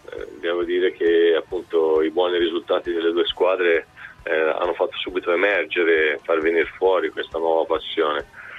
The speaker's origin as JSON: {"language": "Italian", "town": "Livorno", "region": "Tuscany", "country": "Italy", "said": "io sono originario di Livorno, quindi Toscana, nelle mie zone è spesso successo"}